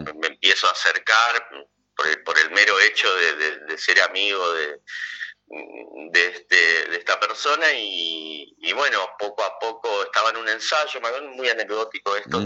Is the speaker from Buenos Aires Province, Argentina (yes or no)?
no; Monte Caseros, Corrientes, Argentina; moved away; me inicié en un grupo en mi pueblo, que es Montecaseros, en Corrientes